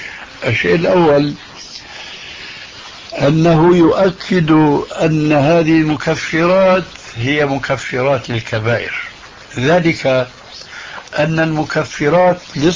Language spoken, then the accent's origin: Arabic; Syria; وكما يقول عندنا في سوريا: نحط رجلنا بماء بارد